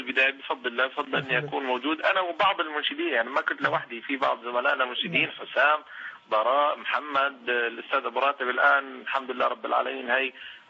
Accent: Syria; لانه فاقدين الامل في التغيير في بلدنا سوريا تحديدا بالدرجة الأولى قبل أي دولة أخرى

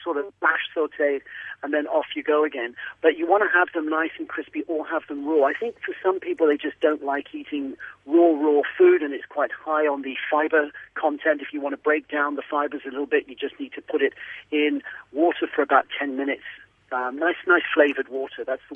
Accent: Switzerland; when I grew up in Switzerland, everything was just, bio

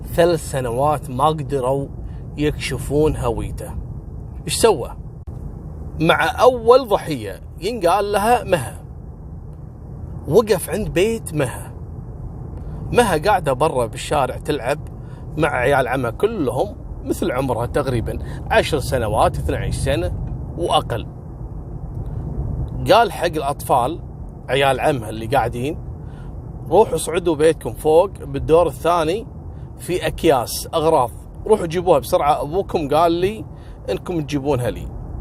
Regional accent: Kuwait; مثل ما حصل عندنا في الكويت

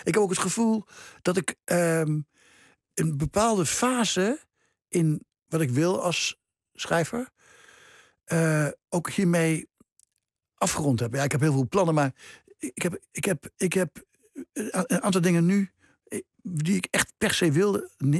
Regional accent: Nijmegen, Gelderland, Netherlands; moved away as an adult; Mijn geboorteplaats, die ik al heel lang geleden verlaten heb, toen ik 25 was.

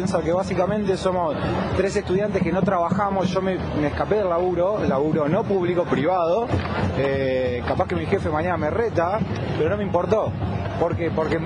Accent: Uruguay; now in Argentina; Yo particularmente soy de Uruguay, soy extranjero

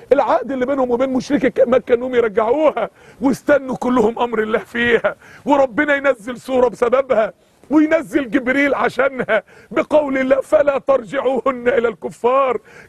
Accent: Mansoura, Dakahlia, Egypt; عندنا في المنصورة واحد كان فتح مقهى كافيه

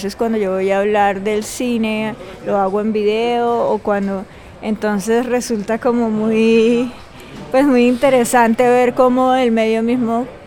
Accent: Cartagena, Bolívar, Colombia; soy una artista cartagenera

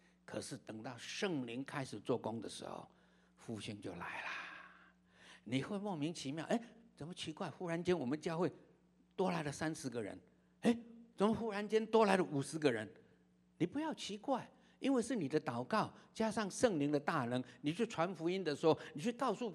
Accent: China; 甚至我们中国人说，哎，有白色的谎话

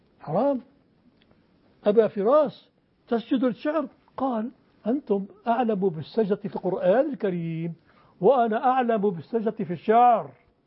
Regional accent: Aleppo, Aleppo Governorate, Syria; هذا في حلب وأنا من حلب

